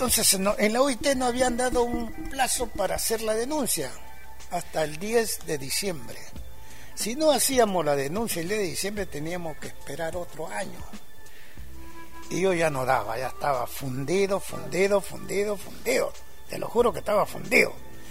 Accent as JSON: {"language": "Spanish", "country": "Argentina", "said": "para que ellos sepan de que acá también vivimos seres humanos y somos argentinos"}